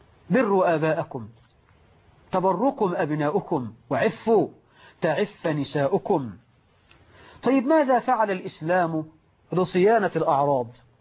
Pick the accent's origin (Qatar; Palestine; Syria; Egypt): Egypt; بقى عندنا في مصر 12 مليون عانس لأننا نغالف المهور.